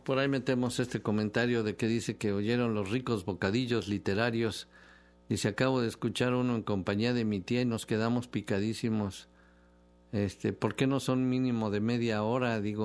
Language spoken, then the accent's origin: Spanish; Mexico; A ver, ¿qué vamos a hacer nosotros como mexicanos, no?